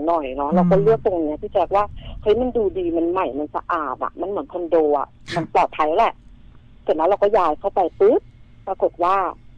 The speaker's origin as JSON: {"language": "Thai", "region": "Lopburi", "country": "Thailand", "tie": "born or raised there", "said": "เพราะว่าเราก็กลับบ้านไปในช่วงเสาร์อาทิตย์แล้วบ้านหนูอยู่ลพบุรีเนาะก็จะเป็นติดพนังเขื่อน"}